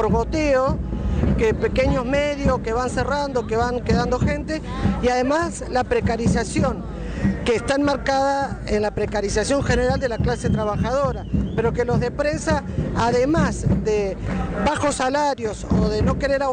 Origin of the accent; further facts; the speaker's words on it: Rosario, Santa Fe, Argentina; nosotros venimos de Rosario, somos del Sindicato de Prensa de Rosario